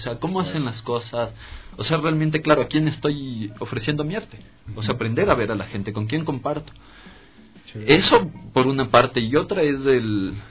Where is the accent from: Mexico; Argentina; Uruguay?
Argentina; Rafaela, Santa Fe; Soy de Santa Fe, de la provincia de Santa Fe, de la ciudad de Rafaela.